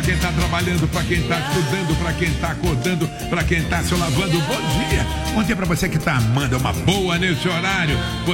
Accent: Rio de Janeiro, Brazil; born there; do Rio Comprido, bairro onde eu nasci.

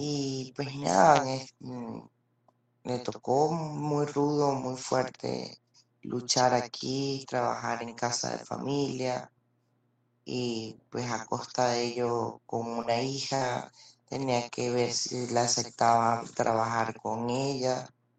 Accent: Caracas, Capital District, Venezuela; born there; Nací en Caracas el 3 de marzo del 3 del 79, del año 1979.

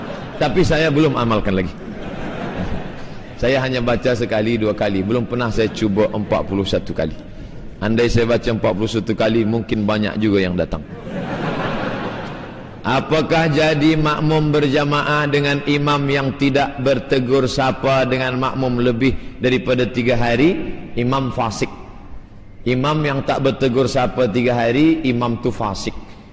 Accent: Indonesia; now in Malaysia; Ustaz, saya dari Indonesia mencari nafkah di Malaysia.

